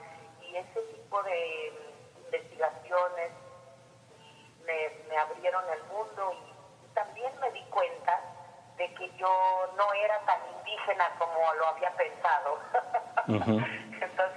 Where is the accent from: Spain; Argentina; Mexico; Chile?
Mexico; Oaxaca; born there; also born or lived in United States; me tocó nacer en Oaxaca, mi tierra, pero siempre íbamos y veníamos.